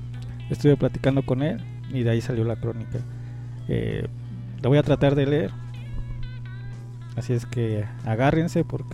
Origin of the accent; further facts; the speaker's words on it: Iztapalapa, Mexico City, Mexico; que vengo de Iztapalapa